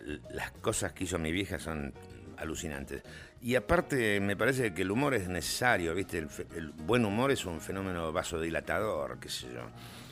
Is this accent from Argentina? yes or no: yes; Buenos Aires, Argentina; Yo nací y me crié en Plaza Lavalle. Me crié en La Salle y en el Pellegrini. Y en Belgrano de Bellas Artes.